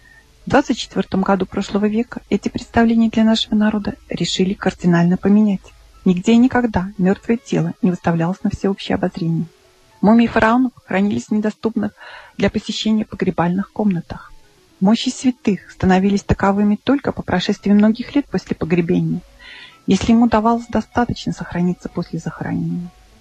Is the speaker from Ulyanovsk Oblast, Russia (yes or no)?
yes; Ulyanovsk, Ulyanovsk Oblast, Russia; Мой родной город – это еще и родина Ульянова Ленина.